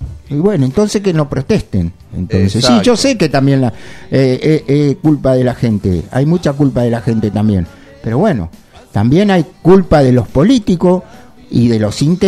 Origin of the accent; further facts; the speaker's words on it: San Vicente, Argentina; born there; yo soy nacido en San Vicente